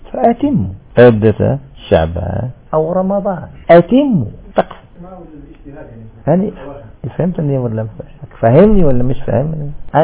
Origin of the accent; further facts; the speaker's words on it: Algeria; منطقة كما احنا عندنا تمرست، المنطقة الوحيدة الصافية في الجزائر